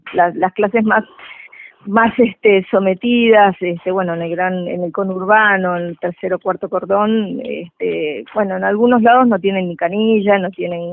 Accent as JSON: {"language": "Spanish", "country": "Uruguay", "said": "Te lo digo como uruguaya. Nosotros, bueno, claro, en el Uruguay tenemos una clase media muy potente"}